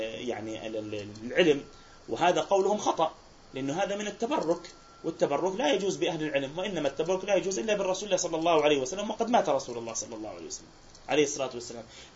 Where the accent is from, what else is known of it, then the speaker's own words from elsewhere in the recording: Palestine; يعني إحنا عندنا في فلسطين نعاني